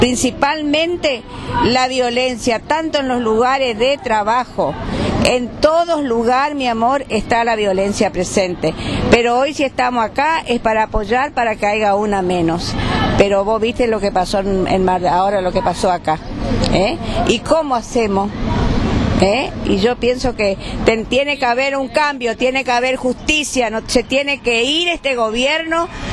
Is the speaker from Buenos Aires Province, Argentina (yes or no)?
no; Chaco, Argentina; Que somos de Chaco y en Chaco también pasa lo mismo que pasan en todas provincias